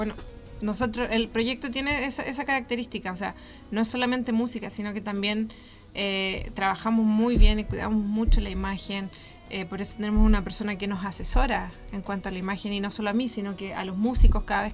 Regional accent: Providencia, Santiago Metropolitan, Chile; Yo de Providencia.

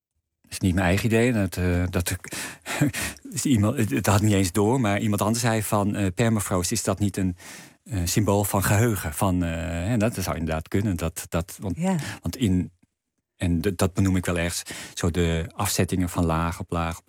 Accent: North Holland, Netherlands; Ik kom uit de Zaanstreek.

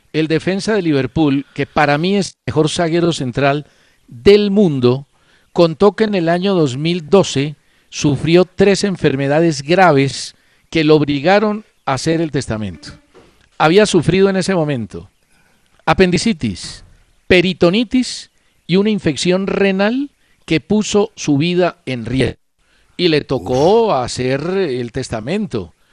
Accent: Colombia; Una cosa es mi raciocinio como periodista y otra cosa es mi deseo como colombiano.

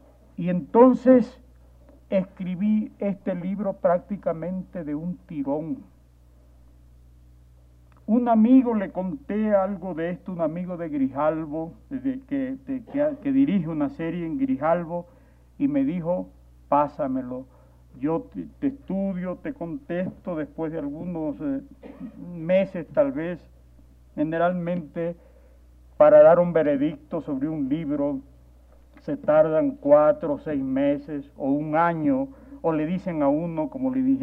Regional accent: Ecuador; Soy un animal ecuatoriano, no puedo evitarlo.

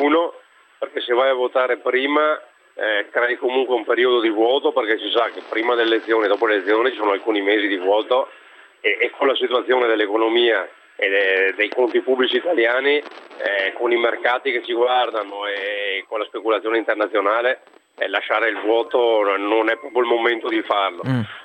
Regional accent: Verona, Veneto, Italy; io sono veronese, veneto, padano, italiano, europeo

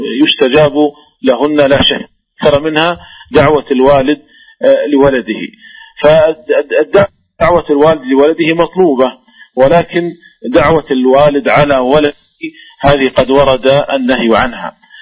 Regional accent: Saudi Arabia; وذلك لأن الشركات عندنا في المملكة العربية السعودية تخرج الزكوات

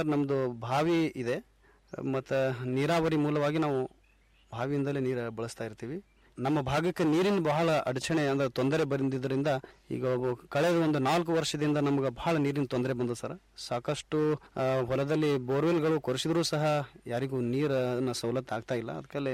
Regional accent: Karnataka, India; ಇಂಡಿ ತಾಲೂಕು ಸಾಕಿ ನಾದ್ಕೇಡಿ ನನ್ನ ಗ್ರಾಮ. ನಾನು ಒಬ್ಬ ಯುವ ಕೃಷಿಕ.

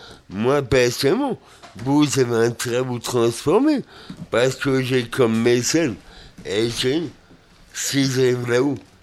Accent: Brest, Brittany, France; j'arrivais dans ma ville natale, à Brest

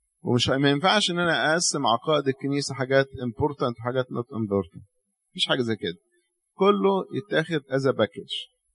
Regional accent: Cairo, Cairo Governorate, Egypt; ده احنا عندنا في القاهرة

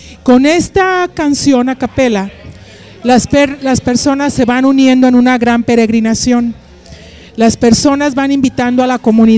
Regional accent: Nuevo León, Mexico; como mexicanos, como neoloneses, nos demos cuenta de las maravillas que tenemos

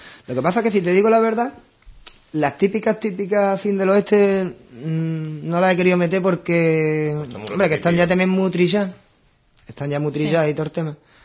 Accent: Ubrique, Andalusia, Spain; todos los que somos de Ubrique estamos en España

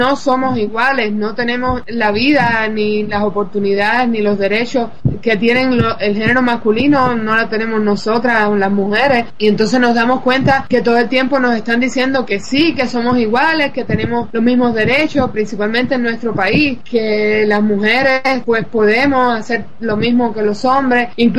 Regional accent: Cuba; hemos nacido y crecido y vivido en Cuba, la isla socialista

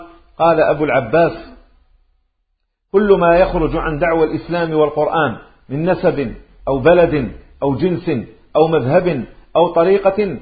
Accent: Maghnia, Tlemcen Province, Algeria; أقول له أنا من مغنية

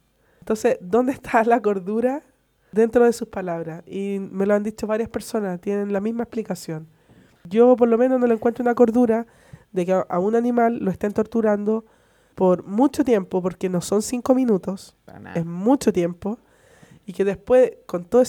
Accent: Chile; como un deporte que no nos representa a todos como chilenos

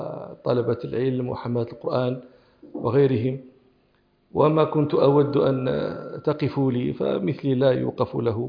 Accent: Morocco; كان الإسبان فيها يشتغلون عندنا في المغرب في حقولنا

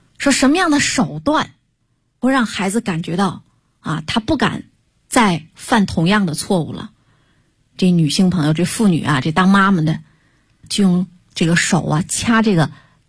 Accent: China; 我们作为中国人，如果我们不懂中医的话，我们是不是一种耻辱？

